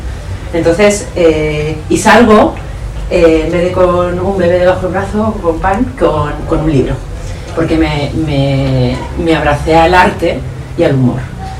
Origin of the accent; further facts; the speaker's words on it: Bilbao, Basque Country, Spain; yo soy de Bilbao, entonces esto es la realidad